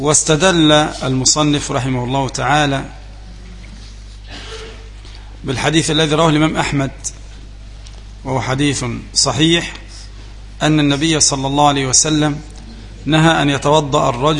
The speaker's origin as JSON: {"language": "Arabic", "country": "Egypt", "said": "لكن نحن كمصريين نطلق على النهر الايه؟ البحر، يعني النهر اللي احنا اللي قدام القرية ده اللي ماشي ده بنسميه البحر"}